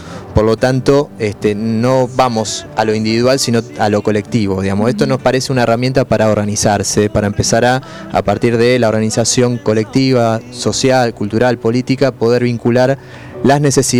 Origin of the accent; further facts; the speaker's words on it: Buenos Aires, Argentina; Nosotros somos del barrio de Mataderos